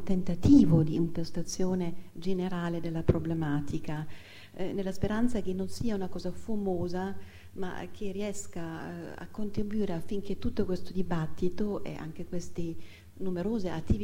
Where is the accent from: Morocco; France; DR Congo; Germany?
Germany; io che sono tedesca, anche la nazionalità tedesca